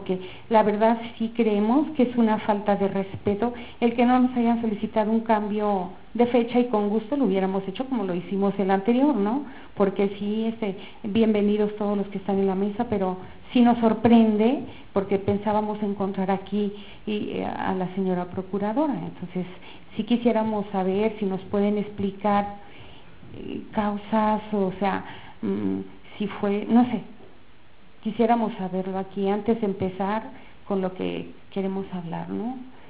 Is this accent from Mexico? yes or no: yes; Guanajuato, Mexico; vengo de Guanajuato